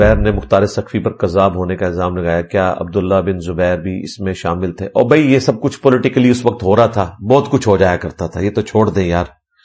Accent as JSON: {"language": "Urdu", "town": "Mianwali", "region": "Punjab", "country": "Pakistan", "said": "میرا تعلق میاں والی سے ہے, ہمارے علاقہ کا زیادہ تر تعلق بریلوی مسلک سے ہے."}